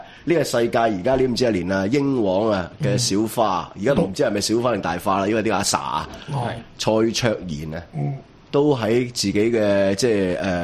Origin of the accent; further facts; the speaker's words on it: Hong Kong; 我香港人投完之后